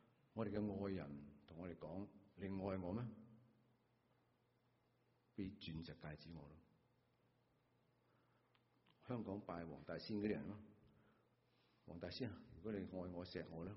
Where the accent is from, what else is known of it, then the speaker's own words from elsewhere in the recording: Guangdong, China; 我们广东人